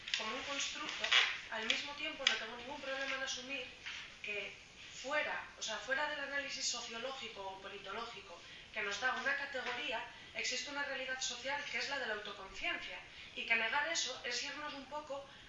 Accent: Asturias, Spain; si soy asturiana y entonces eso contradice que sea española, o si soy española entonces no puedo ser asturiana

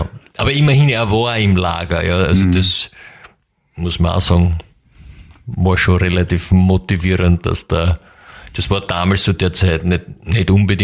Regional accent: England, United Kingdom; Also das ist natürlich, da muss man sagen, ich bin ja Engländer.

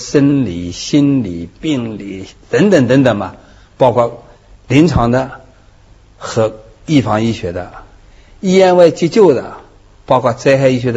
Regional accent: Zhejiang, China; accent: Zhejiang; 我这个浙江人的口音很

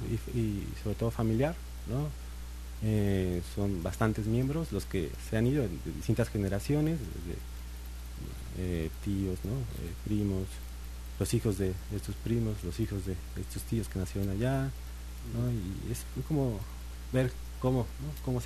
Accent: Atlixco, Puebla, Mexico; Yo soy de Puebla.

